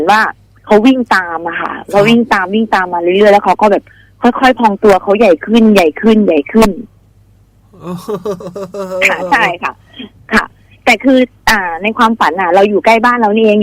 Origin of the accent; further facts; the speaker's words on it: Ubon Ratchathani, Thailand; ที่อุบลค่ะ